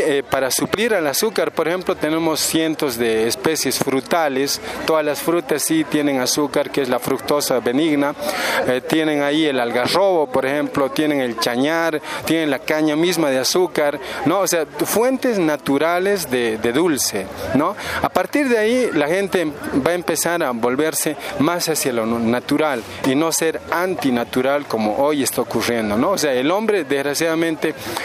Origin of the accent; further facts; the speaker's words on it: Villazón, Potosí, Bolivia; de profesión ingeniero agrónomo. Vengo desde Villazón, Potosí, Bolivia